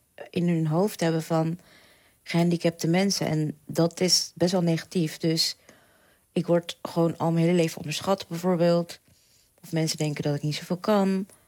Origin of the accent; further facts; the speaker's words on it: The Hague, South Holland, Netherlands; now in Delft, Netherlands; Ik ben 39. Ik ben eigenlijk Hagenees, maar ik woon al meer dan 15 jaar in Delft.